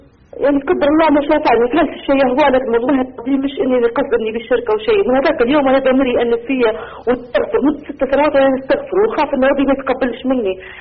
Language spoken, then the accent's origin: Arabic; Libya; يا دكتور لو سمحت يا شيخ، أنا من ليبيا